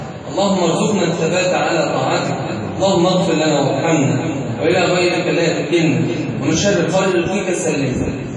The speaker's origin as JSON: {"language": "Arabic", "country": "Egypt", "said": "اللهم اجعل بلدنا مصر أمنا أمانا"}